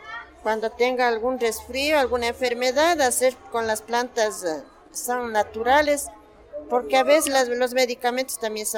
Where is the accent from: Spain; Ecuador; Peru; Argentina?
Ecuador; Llano Chico, Pichincha; Yo vengo de la parroquia de Llano Chico, perteneciente a Quito, vengo acá a vender el 1 de mayo. Y yo vengo desde casi que tuve los 15 años. Yo ya tengo mi edad desde 54 años.